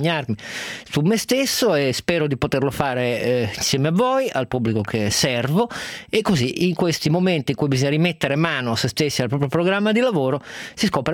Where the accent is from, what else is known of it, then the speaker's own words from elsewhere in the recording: Turin, Piedmont, Italy; da torinese sono sempre stato critico a volte verso il giornale della mia città